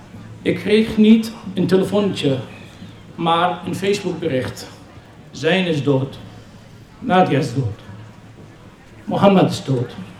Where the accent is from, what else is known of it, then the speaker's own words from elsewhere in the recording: Syria; Dutch is a second language; now in Netherlands; Ik ben opgegroeid in Syrië. En woon inmiddels jaren in Nederland.